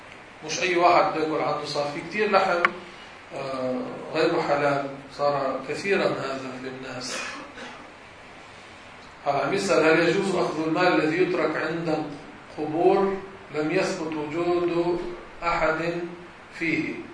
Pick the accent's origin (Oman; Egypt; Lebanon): Lebanon; Beirut, Beirut Governorate; تعال نطلع على أهل بلدنا بيروت